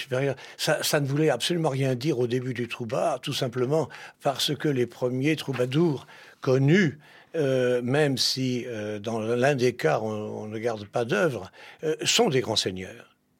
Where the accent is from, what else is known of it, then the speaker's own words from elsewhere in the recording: Paris, Île-de-France, France; also born or lived in Limousin; Moi, je ne suis qu'une pièce rapportée là-bas. Car je viens de Paris, je suis né à Paris.